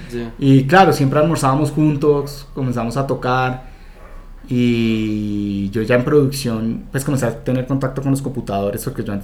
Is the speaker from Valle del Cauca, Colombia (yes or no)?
no; Bogotá, Bogotá D.C., Colombia; Uno como bogotano que no tiene ninguna, digamos que ninguna tradición